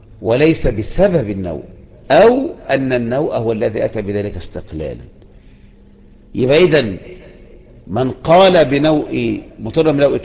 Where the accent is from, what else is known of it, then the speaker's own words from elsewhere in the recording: Egypt; وبكرة جيت الكياك عندنا في مصر